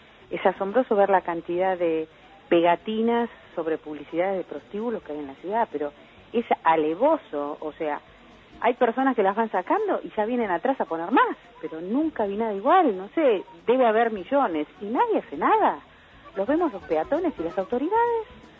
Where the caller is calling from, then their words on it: Buenos Aires, Argentina; de Floresta